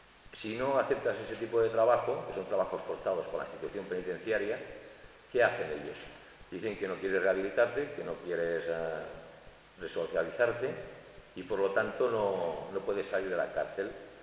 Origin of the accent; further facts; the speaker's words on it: Barcelona, Catalonia, Spain; a lo mejor de estar de Barcelona, como es mi caso, que soy de Barcelona